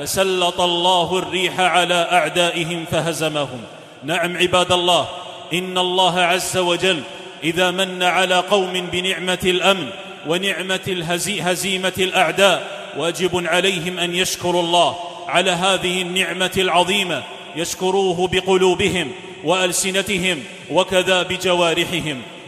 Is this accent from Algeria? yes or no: yes; Algeria; لتبقى بلادنا الجزائر